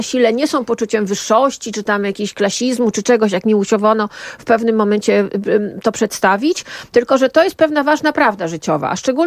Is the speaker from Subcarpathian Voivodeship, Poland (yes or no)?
yes; Subcarpathian Voivodeship, Poland; I w latach 70., kiedy dorastałam, jeździło się na targ do Rzeszowa albo do Przemyśla